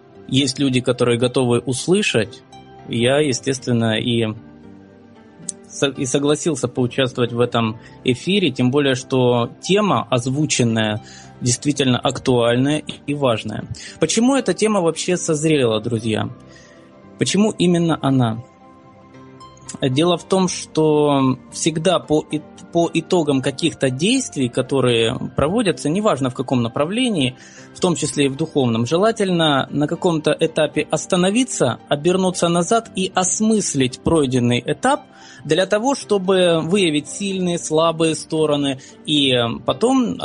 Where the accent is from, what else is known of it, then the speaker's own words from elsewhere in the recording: Simferopol, Crimea, Ukraine; Я из Симферополя, из Крыма, недавно присоединившегося к нашему общему дому.